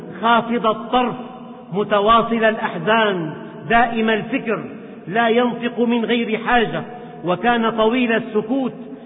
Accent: Syria; ومعظمهم من بلدنا سوريا

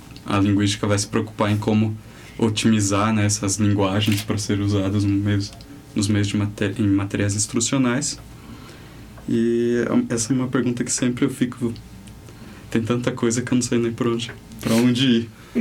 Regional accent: Sorocaba, São Paulo, Brazil; que eu sou de Sorocaba

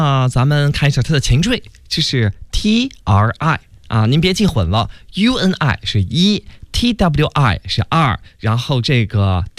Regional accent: China; 击中两次，有点像我们中国人说的不要踏进同一次河流一样。

